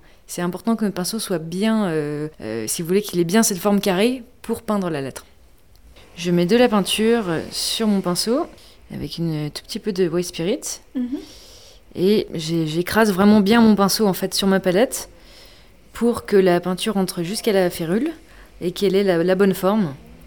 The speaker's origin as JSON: {"language": "French", "town": "Épinal", "region": "Grand Est", "country": "France", "said": "Alors je viens d'Épinal, je suis graphiste et peintre en lettres, et installée ici depuis 3 mois."}